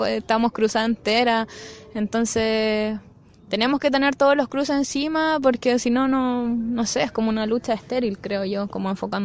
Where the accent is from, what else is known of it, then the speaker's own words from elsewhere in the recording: Santiago, Santiago Metropolitan Region, Chile; born there; nací aquí en Santiago